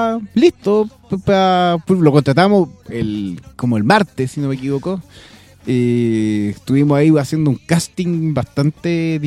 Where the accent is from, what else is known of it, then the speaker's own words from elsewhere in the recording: Talca, Maule, Chile; No somos de izquierda, somos de derecha, pues somos de Talca.